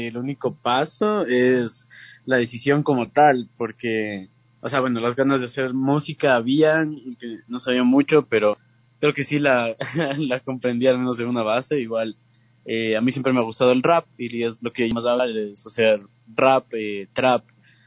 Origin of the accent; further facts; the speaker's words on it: Quito, Pichincha, Ecuador; Igualmente soy de acá de Quito, tengo 22 años.